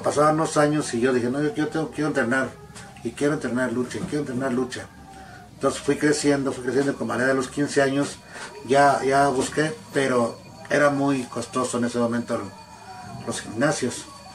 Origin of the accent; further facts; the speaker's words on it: State of Mexico, Mexico; moved away; yo me vine del Estado de México a trabajar aquí, pues las carencias de la familia, ya que éramos 11 hermanos.